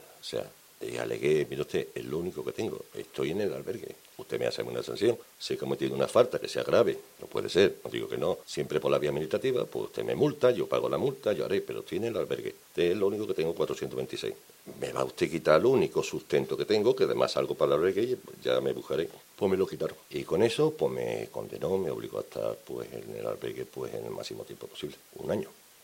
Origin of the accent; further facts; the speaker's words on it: Andalusia, Spain; Dice, ¿tú vienes de Galicia? Digo, no, yo vengo de Andalucía.